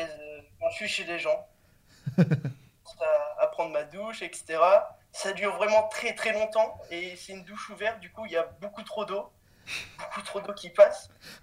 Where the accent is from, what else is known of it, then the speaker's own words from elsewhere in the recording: Cannes, Provence-Alpes-Côte d'Azur, France; je viens de Cannes.